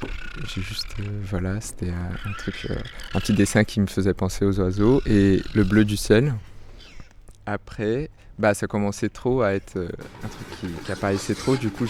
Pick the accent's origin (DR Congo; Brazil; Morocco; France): Brazil; French is a second language; aux gens natifs, par exemple du Brésil, ou parce que moi je suis brésilien